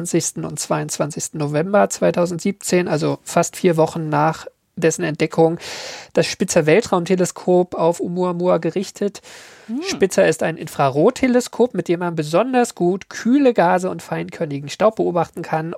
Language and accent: German; Berlin, Germany; Nein, ich komme aus Berlin, ich sage dazu, Eierkuchen.